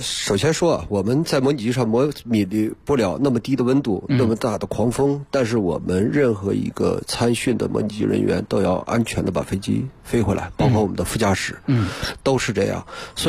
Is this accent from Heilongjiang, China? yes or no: yes; Harbin, Heilongjiang, China; 我是哈尔滨人